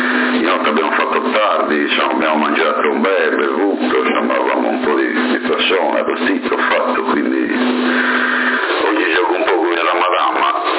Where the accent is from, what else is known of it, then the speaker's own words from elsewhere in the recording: Alghero, Sardinia, Italy; tu sei di Alghero, anch'io sono di Alghero